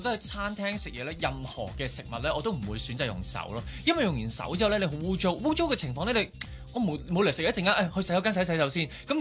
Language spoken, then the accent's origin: Cantonese; China; 其实等同我哋中国人嘅冬至咁紧要噶嘛。